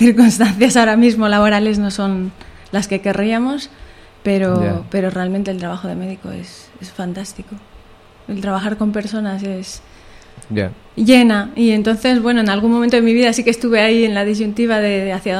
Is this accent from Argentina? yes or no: no; Bolivia; also born or lived in Spain; Bueno, soy boliviana, sí